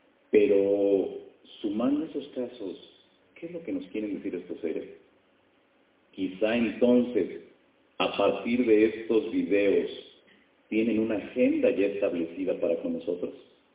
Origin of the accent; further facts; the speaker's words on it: Mexico; a partir de 1991, en mi país, México, surge la cultura por voltear hacia el cielo